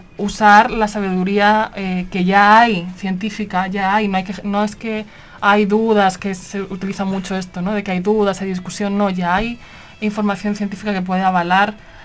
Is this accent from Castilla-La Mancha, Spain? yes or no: no; Madrid, Community of Madrid, Spain; now in Barcelona, Spain; todo el mundo quiere que yo sea catalana, pero porque yo vivo en Barcelona, en Cataluña, pero nací en Madrid. Lo siento mucho. Allí nací.